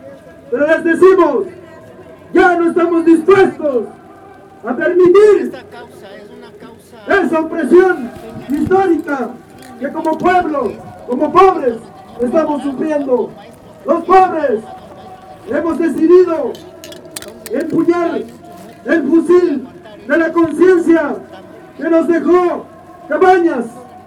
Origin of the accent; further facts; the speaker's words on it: Mexico; queremos decirles que como mexicanos, hijos del maíz y de la lluvia